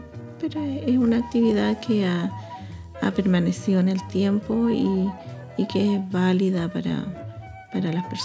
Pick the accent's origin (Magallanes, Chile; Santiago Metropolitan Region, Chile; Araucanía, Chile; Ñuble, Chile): Araucanía, Chile; Angol; Yo recuerdo cuando era niña, joven, en Angol se escuchaban solamente grupos folclóricos